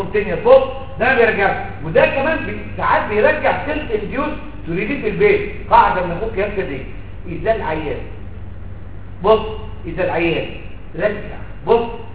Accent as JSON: {"language": "Arabic", "country": "Egypt", "said": "انا عن نفسي كده برضه بسميه كده ما انا مصري زيك"}